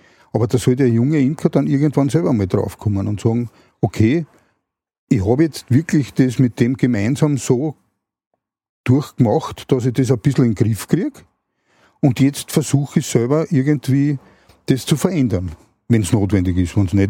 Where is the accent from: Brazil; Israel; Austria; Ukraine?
Austria; Vienna; wir aufs Land gezogen sind. Also ich komme ursprünglich aus Wien.